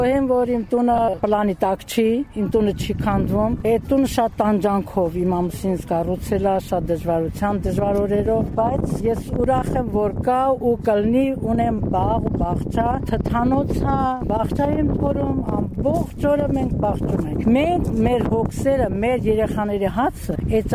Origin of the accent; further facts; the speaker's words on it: Tegh, Syunik, Armenia; որ եթե իմ մանկությունս եղել է տեղ գյուղի աղջիկ եմ եղել, Գորիս տեղ գյուղի։ Այս գյուղում շատ եմ անցկացրել մանկությունս